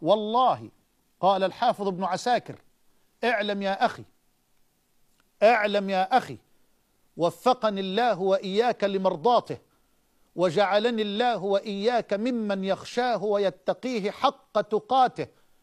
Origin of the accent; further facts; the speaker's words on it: Egypt; وأسألك أن تحفظ بلادنا مصر من الفتن